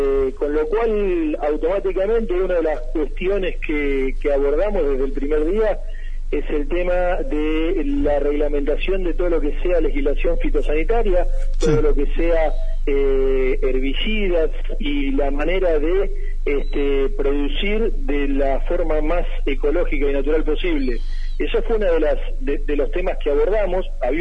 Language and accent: Spanish; Arrecifes, Buenos Aires Province, Argentina; Volví a mi ciudad, a Arrecifes, a mi ciudad natal, a trabajar como escribano.